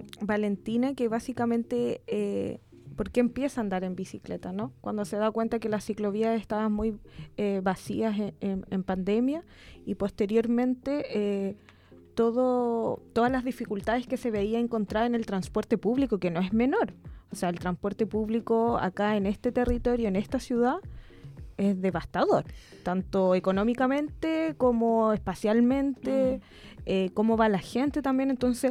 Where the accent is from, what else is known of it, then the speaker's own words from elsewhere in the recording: Santiago, Santiago Metropolitan Region, Chile; soy santiaguina.